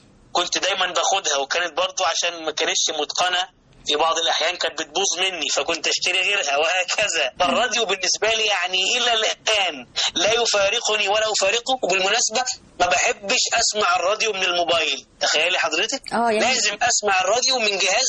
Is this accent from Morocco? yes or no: no; Alexandria, Alexandria Governorate, Egypt; وأنا من الإسكندرية ومن المكفوفين